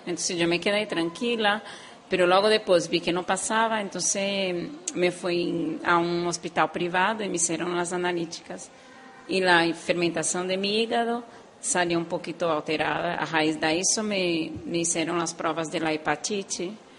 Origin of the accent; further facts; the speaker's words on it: Brazil; now in Spain; No, yo soy brasileña.